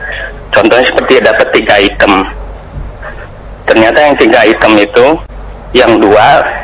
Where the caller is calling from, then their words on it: Jakarta, Indonesia; Saya dari Pak … di Jakarta, Ustaz.